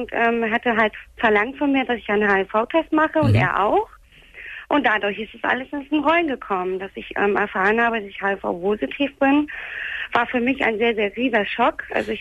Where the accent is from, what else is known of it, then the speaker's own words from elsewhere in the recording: Hamburg, Germany; Also ich komme ja aus Hamburg.